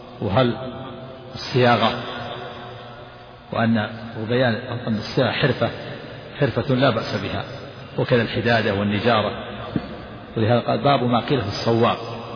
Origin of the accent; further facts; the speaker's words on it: Najd, Saudi Arabia; وكان عندنا في نجد يجعل بدل جعل سقف البيوت الخشب